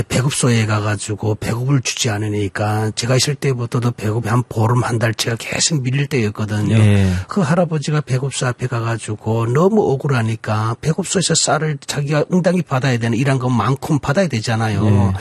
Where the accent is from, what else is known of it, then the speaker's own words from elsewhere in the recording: North Korea; now in South Korea; 우리가 북한에서 왔습니다만은 이 대한민국에서 우리가 지금 살고 있는 대한민국 국민이